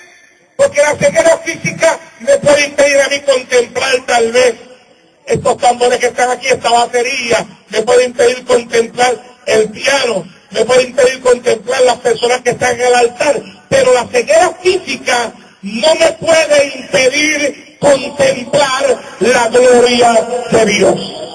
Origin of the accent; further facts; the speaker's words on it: Santa Isabel, Puerto Rico; Él se iba a cierto punto de mi pueblo, en Santa Isabel, Puerto Rico, la plaza pública, y desde ahí él corría hasta la playa de Santa Isabel